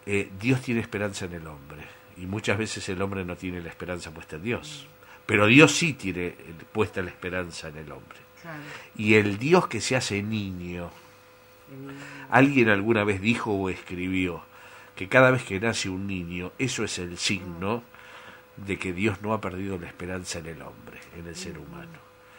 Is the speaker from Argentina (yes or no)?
yes; Azul, Buenos Aires Province, Argentina; yo me acuerdo en Azul, en mi patria chica, cuando yo tenía 5, 6, 7 años